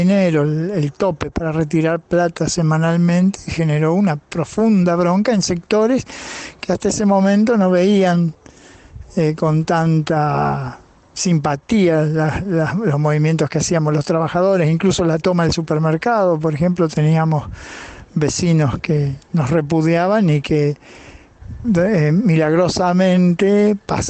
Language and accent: Spanish; Rosario, Santa Fe, Argentina; soy de Rosario